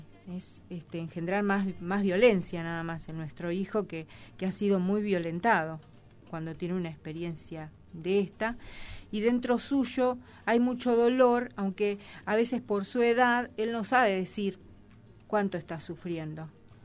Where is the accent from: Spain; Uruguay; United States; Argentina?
Argentina; somos de acá, somos de Argentina, somos de un país en crisis permanente